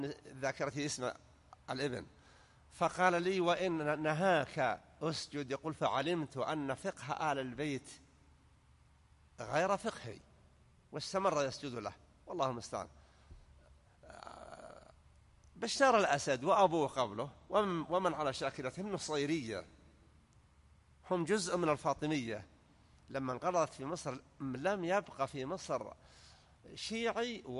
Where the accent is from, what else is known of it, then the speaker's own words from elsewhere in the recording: Saudi Arabia; وأن يحفظ على بلادنا المملكة العربية السعودية أمنها على دينها ودنياها